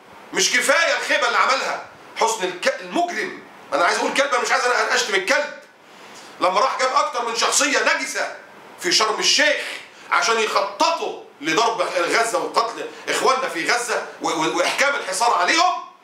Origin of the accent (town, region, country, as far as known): Egypt